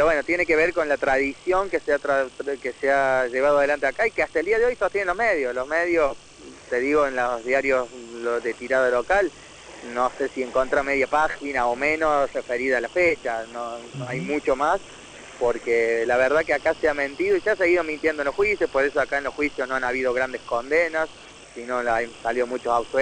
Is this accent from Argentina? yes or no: yes; Catamarca, Argentina; Yo, de hecho, me crié en Catamarca creyendo que acá no habían habido desaparecidos